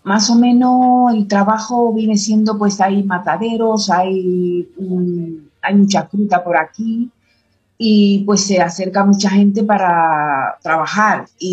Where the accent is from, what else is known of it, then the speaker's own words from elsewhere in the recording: Cuba; now in Spain; Yo soy cubana